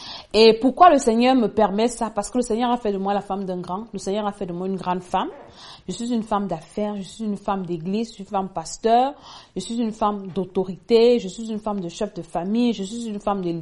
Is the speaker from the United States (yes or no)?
no; Cameroon; Peut-être comme chez nous au Cameroun.